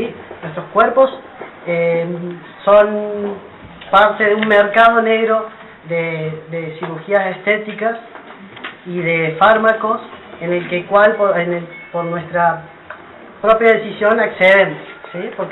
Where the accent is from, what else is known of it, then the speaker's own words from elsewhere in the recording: Córdoba, Argentina; Yo soy de Córdoba, no tenemos un hospital público que nos atienda